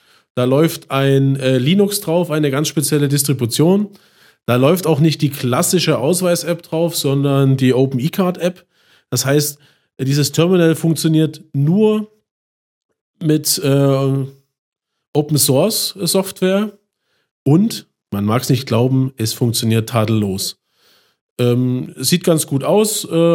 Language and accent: German; Chemnitz, Saxony, Germany; Meine alte Heimat Chemnitz, hätte ich nicht gedacht.